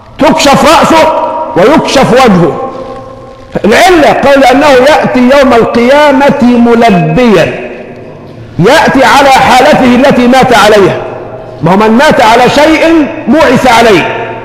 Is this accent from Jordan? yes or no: no; Egypt; اللهم حول حالنا كمصريين إلى أحسن حال